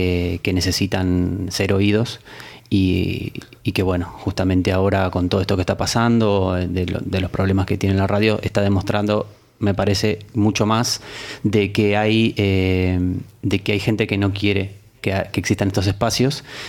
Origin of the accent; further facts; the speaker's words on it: Argentina; now in Spain; nosotros siendo argentinos venimos por ahí de otro tipo de radios y de otro tipo de manejos y cosas.